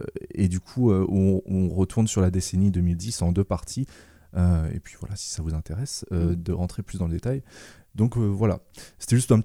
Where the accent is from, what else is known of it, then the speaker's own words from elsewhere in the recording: Grand Est, France; Je viens d'Alsace, et du coup c'était des parodies alsaciennes basées